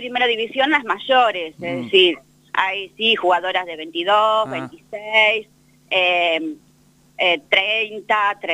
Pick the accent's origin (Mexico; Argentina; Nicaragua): Argentina; Bahía Blanca, Buenos Aires Province; now in Santa Rosa, Argentina; yo soy de Bahía Blanca, pero bueno, hace años que estoy acá en Santa Rosa